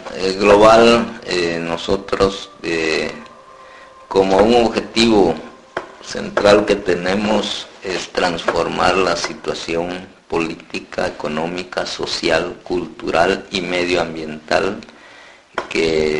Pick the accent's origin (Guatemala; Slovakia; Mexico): Guatemala; San Antonio Huista, Huehuetenango; soy guatemalteco, originario de un municipio que se ubica en el departamento de Huehuetenango, que se llama San Antonio Huista. Vivimos muy cerca de la frontera con Chiapas.